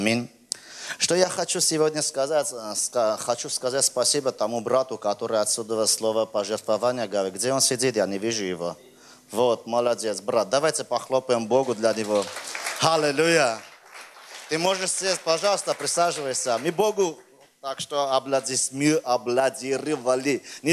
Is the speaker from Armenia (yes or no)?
yes; Armenia; Знаешь, я армянин.